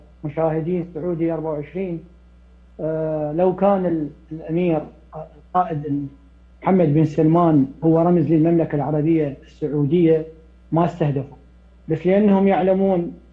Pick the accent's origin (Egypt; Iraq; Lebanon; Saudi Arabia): Iraq; بعد ما حل الصراحة الدمار ببلداننا بالعراق وبسوريا وبلبنان